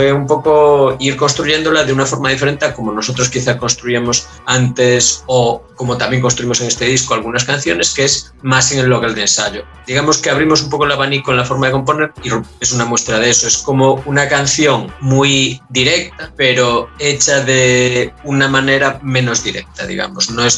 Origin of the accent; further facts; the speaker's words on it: Galicia, Spain; Nosotros somos de Galicia, no estamos situados en las capitales, digamos, de ni siquiera de nuestras provincias, quiero decir, estamos un poquito en los márgenes dentro de España.